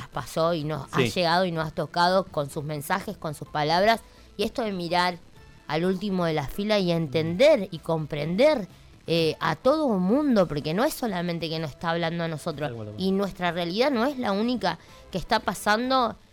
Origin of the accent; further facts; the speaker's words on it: Argentina; Y como somos los argentinos, ¿viste?